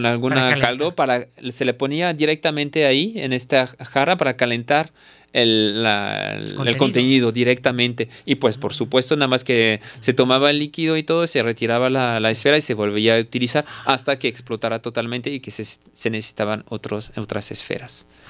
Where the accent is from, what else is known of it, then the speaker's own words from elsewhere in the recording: Mexico; Van a pensar que soy más guatemalteco que mexicano.